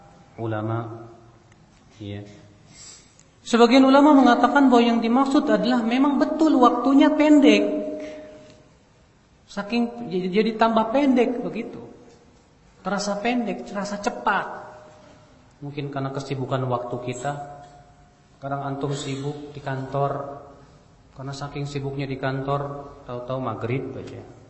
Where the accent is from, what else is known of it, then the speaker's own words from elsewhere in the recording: Indonesia; Kita dari Indonesia di zaman dahulu orang naik perahu ke Mekah berbulan-bulan, Pak.